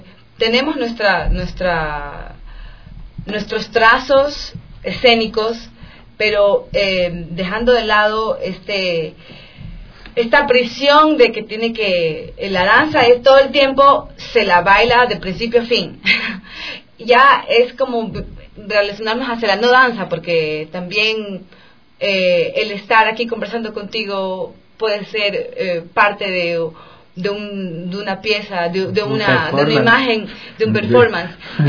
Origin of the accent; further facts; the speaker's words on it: Guayaquil, Guayas, Ecuador; si es que era en Guayaquil, porque soy de Guayaquil